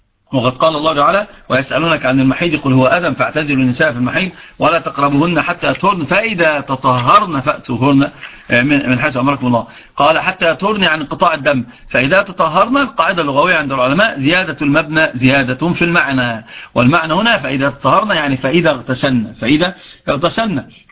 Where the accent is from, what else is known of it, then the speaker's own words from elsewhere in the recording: Upper Egypt, Egypt; عندنا في الصعيد يعرفون من